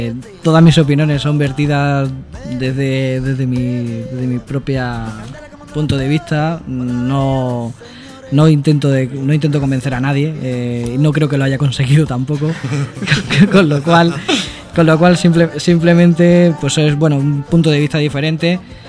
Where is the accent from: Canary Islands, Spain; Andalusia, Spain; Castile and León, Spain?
Andalusia, Spain; accent: Andalusian; creo que mi acento me delata que Andalucía